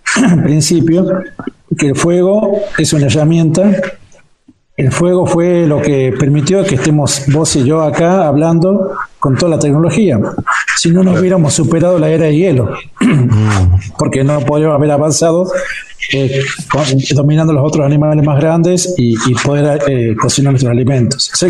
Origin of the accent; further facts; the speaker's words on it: San Antonio, Catamarca, Argentina; born there; yo soy nacido en San Antonio, de Fray Montesquieu.